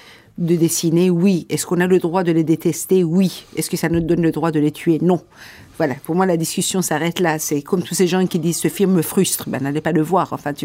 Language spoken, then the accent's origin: French; Iran; French is a second language; now in France; j'ai quitté l'Iran pour venir en France pour les raisons de la liberté d'expression.